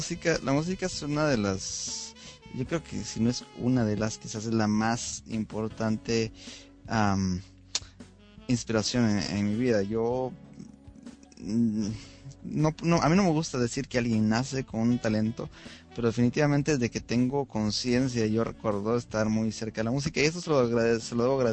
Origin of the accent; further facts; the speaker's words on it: Guatemala; now in United States; yo soy guatemalteco y aunque mi selección no está en el mundial, vivo en Estados Unidos